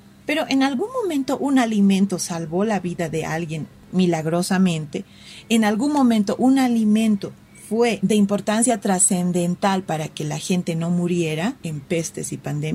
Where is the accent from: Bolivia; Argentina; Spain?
Bolivia; ya saben cómo somos los bolivianos, siempre atentos con nuestros invitados